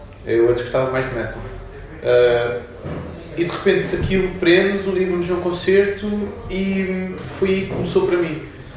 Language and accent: Portuguese; Lisbon, Portugal; now in Oeiras, Portugal; Não, originalmente eu sou da linha de Cascais, sou de Campo de Deus, mas estou a viver entre Oeiras e onde termina Oeiras e começa a linha de Sintra